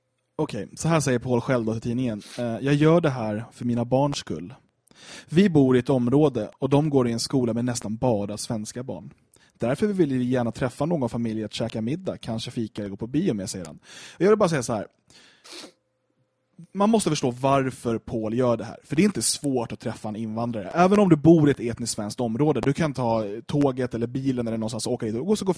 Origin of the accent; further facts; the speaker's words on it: Skogås, Stockholm County, Sweden; Jag minns från när jag växte upp i Skogås